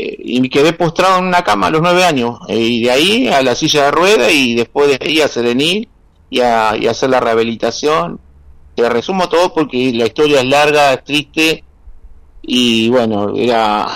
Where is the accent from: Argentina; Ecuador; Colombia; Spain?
Argentina; Mar del Plata, Buenos Aires Province; nací en Capital y a los 2 años mi mamá nos trajo para acá, para Mar del Plata